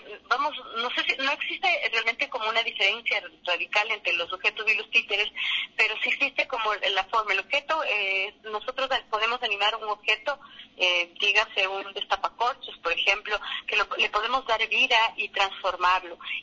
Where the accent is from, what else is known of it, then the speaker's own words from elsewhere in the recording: Ecuador; nosotros como cultura, como ecuatorianos, tenemos varias, las muñecas de trapo